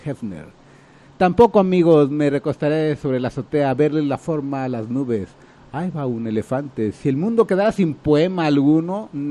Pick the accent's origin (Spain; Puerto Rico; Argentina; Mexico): Mexico; mi crítica así como muy, pues muy humilde, y más como mexicano, ¿no?